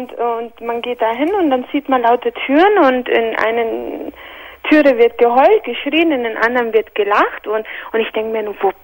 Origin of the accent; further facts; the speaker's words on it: Spain; German is a second language; von meiner Familie, die in Spanien ist, also ich bin Spanierin